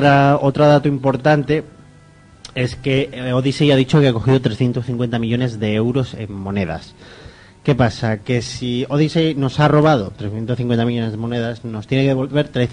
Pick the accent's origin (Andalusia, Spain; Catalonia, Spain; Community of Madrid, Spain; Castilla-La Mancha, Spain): Catalonia, Spain; Barcelona; Yo soy catalán, no es. Soy catalán y también soy de Barcelona